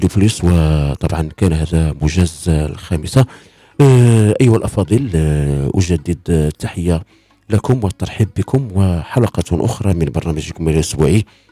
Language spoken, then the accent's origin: Arabic; Morocco; كنحفظوها جميع كمغاربة